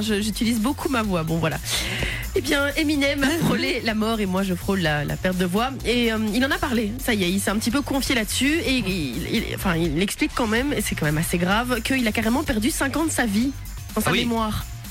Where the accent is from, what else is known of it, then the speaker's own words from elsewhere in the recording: Belgium; commence à arriver chez nous en Belgique